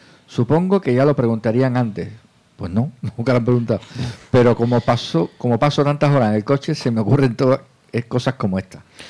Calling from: Navarre, Spain; de Navarra.

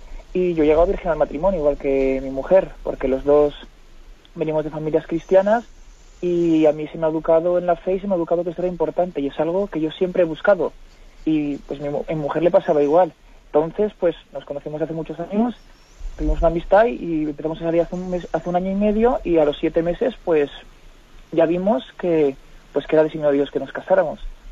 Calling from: Castellón, Valencian Community, Spain; de Castellón.

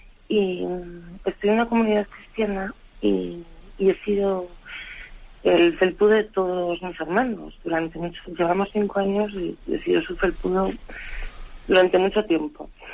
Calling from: Madrid, Community of Madrid, Spain; de Madrid.

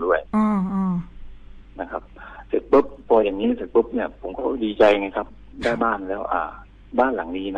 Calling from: Hat Yai, Songkhla, Thailand; ผมอยู่หาดใหญ่ครับ

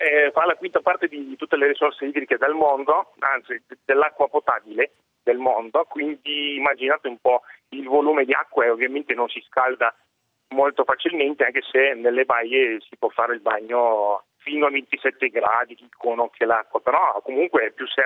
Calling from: Russia; Italian is a second language; sono russo, abito in Russia e abito vicino al famosissimo, in tutto il mondo spero, lago Baikal.

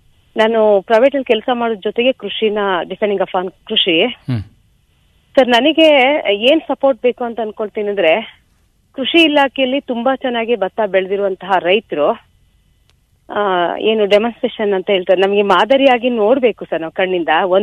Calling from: Seekanahalli, Karnataka, India; ಸೀಕನಹಳ್ಳಿ Belur taluk.

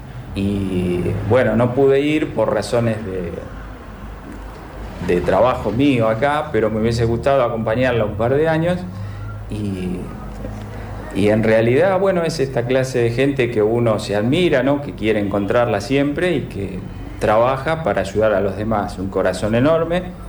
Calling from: Lanús, Buenos Aires Province, Argentina; de Lanús y muchas gracias por todo.

